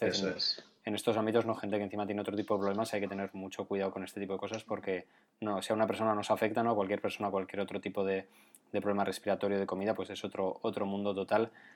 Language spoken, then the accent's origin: Spanish; Navarre, Spain; Esa parte, como buen navarro, la parte del Camino de Santiago, la parte del monte es preciosa